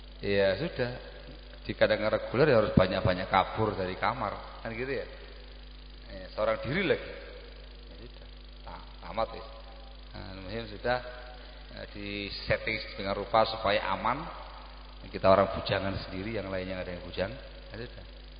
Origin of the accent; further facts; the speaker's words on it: Gresik, East Java, Indonesia; kita orang Gresik.